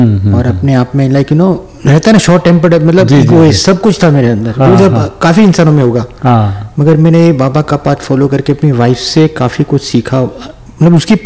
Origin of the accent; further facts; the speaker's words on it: Mumbai, Maharashtra, India; born there; मैं बॉम्बे में, मेरा जन्म बॉम्बे में हुआ है और मेरी उम्र है अभी 62 ईयर्स।